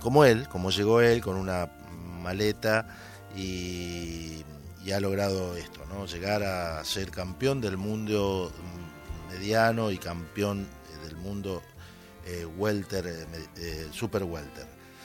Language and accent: Spanish; Argentina; now in Spain; nos llena de orgullo a nosotros como argentinos y como inmigrantes